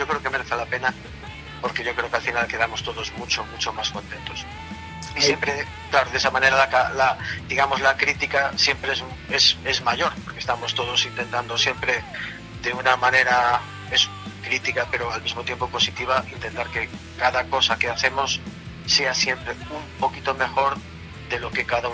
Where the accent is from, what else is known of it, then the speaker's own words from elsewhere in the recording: Galicia, Spain; como somos gallegos